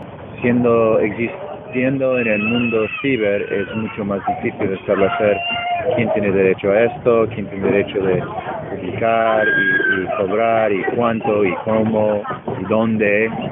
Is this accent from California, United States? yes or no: no; Connecticut, United States; Spanish is a second language; now in New York, United States; Yo vivimos en Nueva York, pero soy de Connecticut, que es el estado al norte, y de donde vengo, mi pueblo está muy cerca del estado de Massachusetts. Podemos estar ahí en media hora.